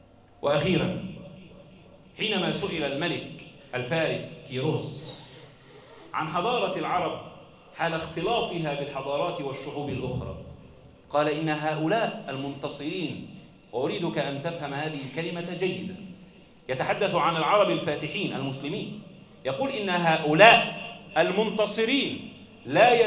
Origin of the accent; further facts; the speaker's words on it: Egypt; اللهم احفظ بلدنا مصر وسلمها من كل سوء وشر